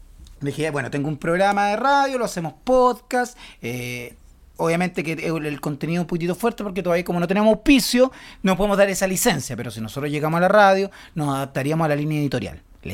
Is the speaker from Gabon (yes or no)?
no; Chile; Los chilenos somos bien chilenos para nuestras cosas.